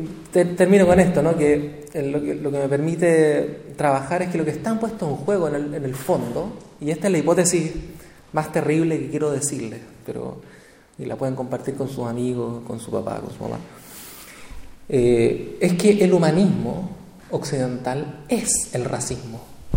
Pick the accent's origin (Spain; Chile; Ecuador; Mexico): Chile; el caso nuestro, que nosotros somos chilenos, es más probable que nosotros seamos acusados de terrorista que un ciudadano europeo, por ejemplo. Bueno, yo no sé si tiene ciudadanía europea, pero yo no.